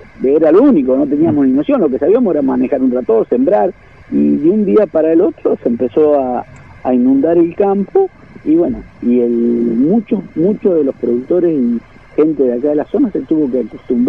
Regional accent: Argentina; y la bandera argentina, que porque también nos hace notar que también somos argentinos, que somos poquitos.

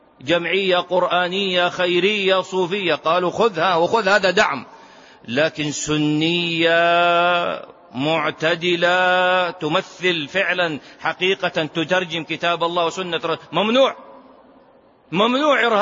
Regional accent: Saudi Arabia; عندنا في السعودية من جميع المناطق

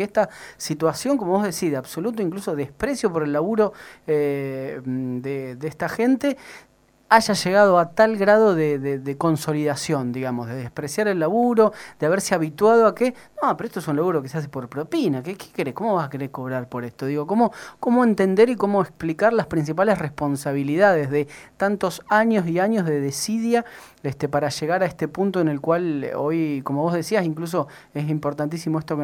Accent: Mar del Plata, Buenos Aires Province, Argentina; somos de Mar del Plata

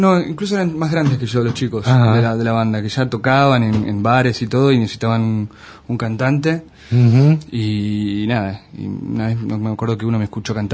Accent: Luis Beltrán, Río Negro, Argentina; also born or lived in Viedma; Yo nací en Viedma y hice la escuela primaria en Luis Beltrán, que es un pueblito del Valle Medio, de Río Negro.

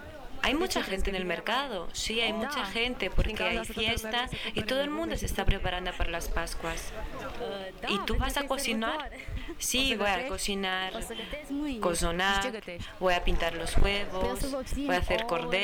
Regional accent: Romania; en estos momentos me encuentro en mi pueblo, situado en el oeste del país

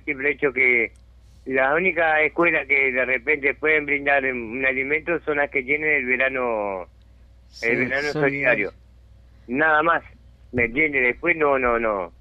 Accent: Montevideo, Uruguay; Yo hace 6 años que vivo acá. Pero los 6 años que vivo acá, pues yo soy nacido y criado en Montevideo.

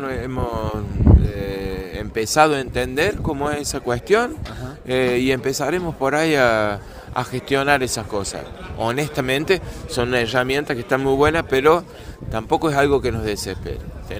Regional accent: San Francisco Chañar, Córdoba, Argentina; yo he venido acá a compartir y a contar la historia de nuestro pueblo y de nuestro pago, allá en el norte profundo de Córdoba.

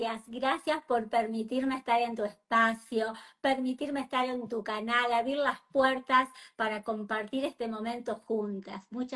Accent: La Pampa, Argentina; Yo soy argentina, pampeana

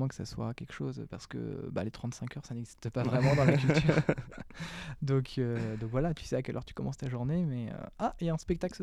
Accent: Sorigny, Centre-Val de Loire, France; vu que je suis une native de Sorigny à la base

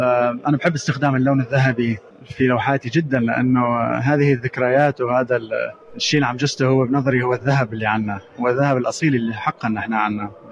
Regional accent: Damascus, Damascus Governorate, Syria; also born or lived in Arab world; أنا سوري من دمشق لكن عشت في الوطن العربي يعني وتربيت فيه

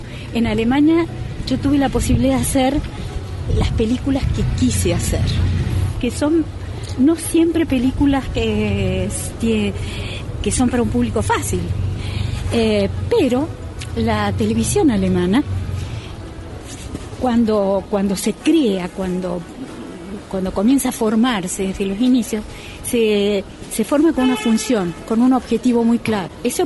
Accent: Córdoba, Argentina; Yo soy de Córdoba.

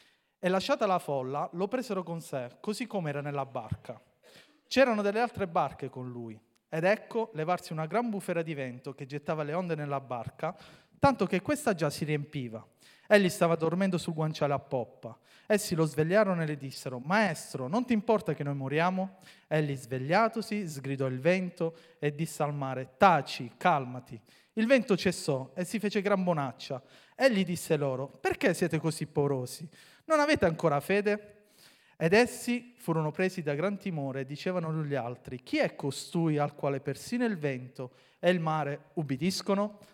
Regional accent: Mottola, Apulia, Italy; 38, vabbè, dai, 38, e sono di Mottola.

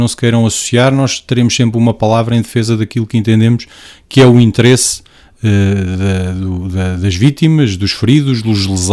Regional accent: Portugal; Somos portugueses, pagamos impostos, contribuímos da mesma forma para o desenvolvimento das nossas regiões e do nosso país

